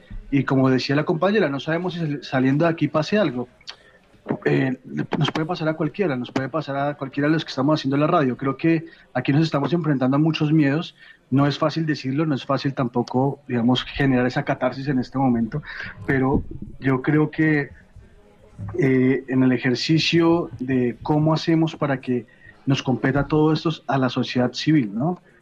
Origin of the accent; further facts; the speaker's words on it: Colombia; Hemos cargado una historia muy grande en los hombros, no solamente como colombianos, sino también como latinoamericanos, ¿no?